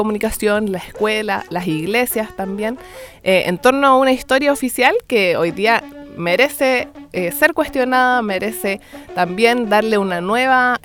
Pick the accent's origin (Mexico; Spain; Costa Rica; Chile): Chile; nosotros como pueblo chileno también, mestizo